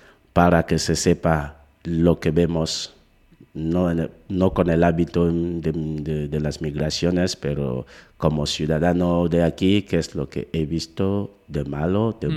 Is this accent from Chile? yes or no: no; Cameroon; now in Navarra, Spain; yo considero Camerún como el punto del planeta donde yo nací, donde tengo los padres, los amigos de la infancia y la otra parte de la familia. Pero considerándome como ciudadano del mundo, yo digo, estando en Navarra